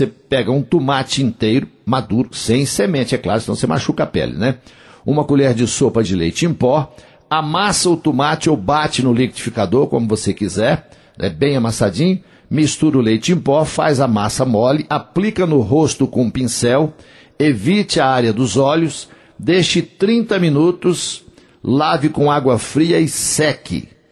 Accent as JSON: {"language": "Portuguese", "town": "Coromandel", "region": "Minas Gerais", "country": "Brazil", "tie": "born or raised there", "said": "vai ter o grande show de … lá na minha terra, em Coromandel."}